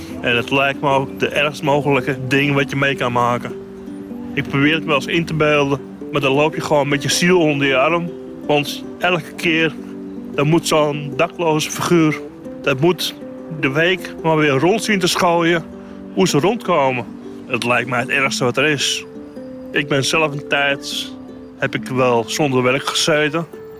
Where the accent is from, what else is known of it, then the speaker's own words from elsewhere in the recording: Amsterdam, North Holland, Netherlands; Ik ben gewoon een trotse Amsterdamse jongen.